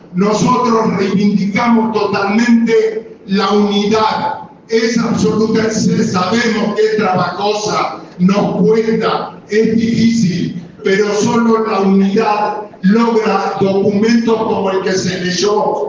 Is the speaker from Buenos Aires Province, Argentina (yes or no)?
yes; La Plata, Buenos Aires Province, Argentina; yo soy de La Plata, digamos